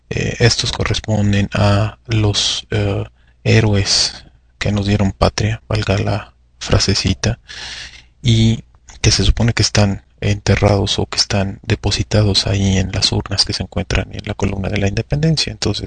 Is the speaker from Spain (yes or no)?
no; Mexico; ¿Está involucrado el sentimiento de ser mexicano? ¿Qué es lo que nos define como mexicanos?